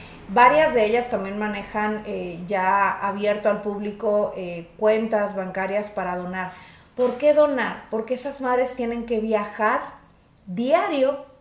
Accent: Mexico; quienes sí tendríamos que estar pidiendo justicia por ella somos la sociedad mexicana

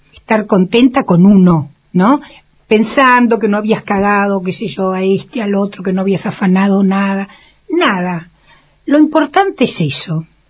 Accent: Argentina; Y yo dije, Perón, porque soy argentina.

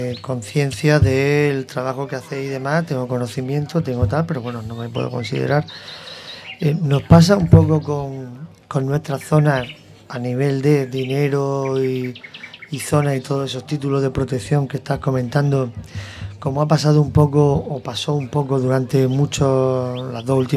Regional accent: Águilas, Region of Murcia, Spain; soy de Águilas

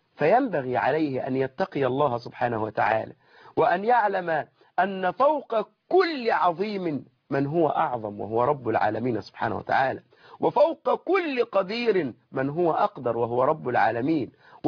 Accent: Egypt; ونحن يعني كمصريين أو كعرف بيننا أن الرجل إذا تزوج المرأة

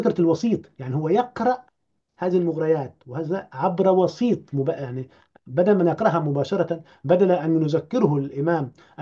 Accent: Upper Egypt, Egypt; موجود عندنا في الصعيد حتى الآن

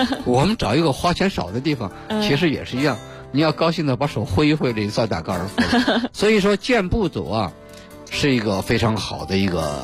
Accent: Beijing, China; 尤其是我们北京人啊

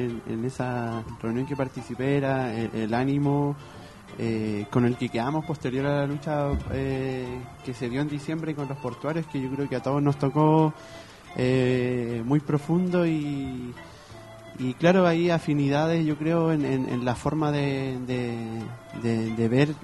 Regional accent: Valparaíso, Chile; Yo soy de Playa Ancha Alto.

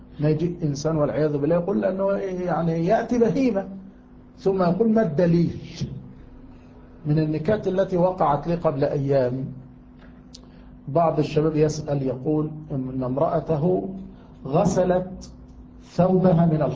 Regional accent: Yemen; فكان عندنا في اليمن ماء المطر هو أجل ماء

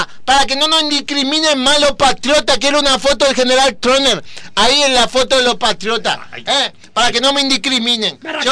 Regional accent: Paraguay; Porque yo soy paraguayo

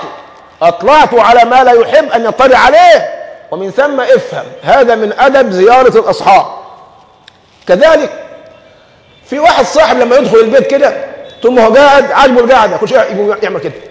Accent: Egypt; يعني عندنا في كمصريين

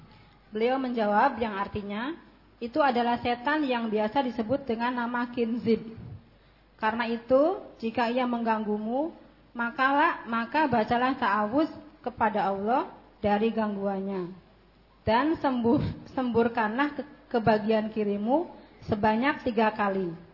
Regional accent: West Java, Indonesia; Jawa Barat

